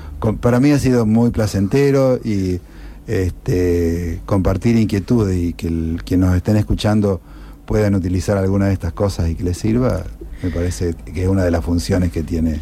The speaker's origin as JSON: {"language": "Spanish", "town": "Arteaga", "region": "Santa Fe", "country": "Argentina"}